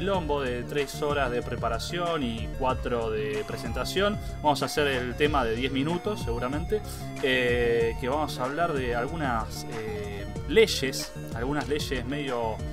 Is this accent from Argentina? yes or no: yes; Tucumán, Argentina; born there; Yo soy tucumano de nacimiento.